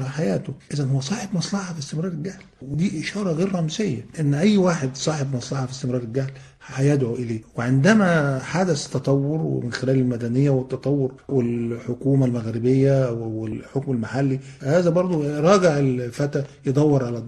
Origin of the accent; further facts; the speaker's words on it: Egypt; أنا حتى عندنا في مصر بنقول الدوي على الودان أمر من السحر